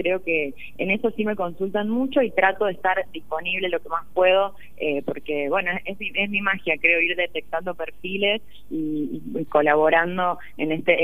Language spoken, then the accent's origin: Spanish; Catamarca, Argentina; accent: Catamarca; Me ha pasado sentarme en mesas que por sentirme en mi tonada catamarqueña